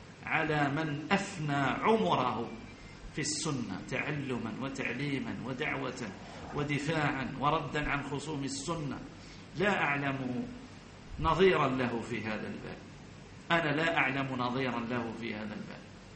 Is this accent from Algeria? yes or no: yes; Algeria; عندنا في الجزائر ما على كل حال هؤلاء ليسوا بشيء